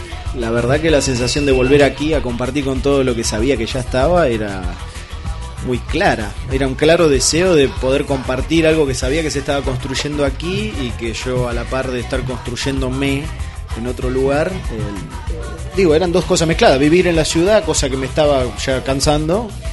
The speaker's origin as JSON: {"language": "Spanish", "town": "El Bolsón", "region": "Río Negro", "country": "Argentina", "tie": "born or raised there", "said": "hace 3 años que volví a vivir al Bolsón, mi ciudad natal"}